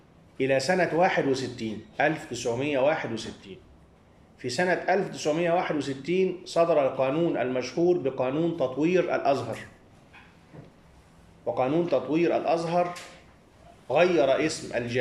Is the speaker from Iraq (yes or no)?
no; Egypt; ونحن عندنا في مصر 3 مشهورون